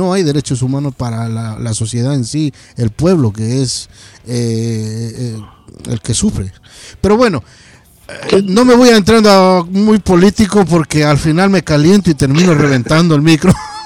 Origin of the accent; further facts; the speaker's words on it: Ecuador; moved away; yo soy un inmigrante de Ecuador que estoy por acá más de 20 años